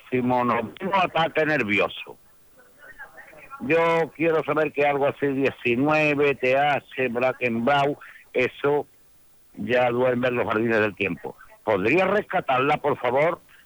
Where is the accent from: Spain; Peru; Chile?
Spain; Seville, Andalusia; de Sevilla. Estamos aquí un grupo de amigos de allá de los años 60.